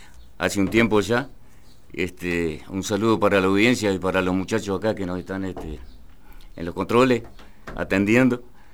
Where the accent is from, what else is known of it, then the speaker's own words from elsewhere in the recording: Tejera, Uruguay; now in Durazno, Uruguay; Entonces soy oriundo de Tejera.